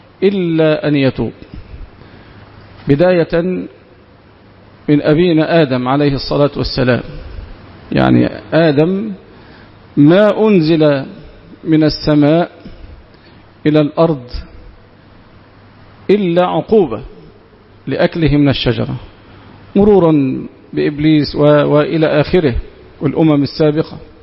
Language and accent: Arabic; Egypt; حتى إن القانون عندنا في مصر يخفف العقوبة